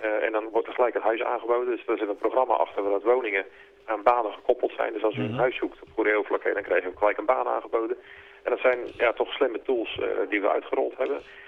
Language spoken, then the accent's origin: Dutch; Goeree-Overflakkee, South Holland, Netherlands; Zeg, ik kom van Goede Overflakkee.